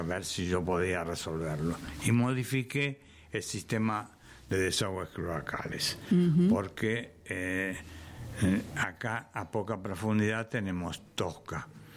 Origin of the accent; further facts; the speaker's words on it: Buenos Aires, Argentina; born there; now in Merlo, Argentina; No, yo nací en Buenos Aires. Vine acá por primera vez hace 68 años aproximadamente